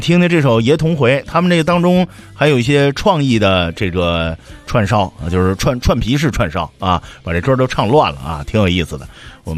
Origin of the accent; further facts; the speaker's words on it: Northeast China, China; 所以就我是东北人，我特别娇闹。